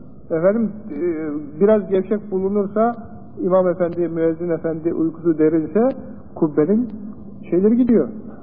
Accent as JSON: {"language": "Turkish", "region": "Çanakkale", "country": "Turkey", "tie": "born or raised there", "said": "Benim de, yani Çanakkale benim memleketim olduğundan, canım istedi ki, üniversitede sen var ama, o köye gideyim"}